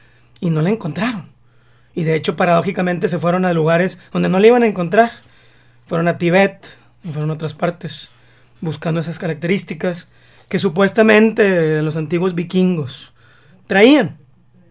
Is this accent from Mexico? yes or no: yes; Mexico; somos mexicanos y tenemos características que nos hacen mexicanos.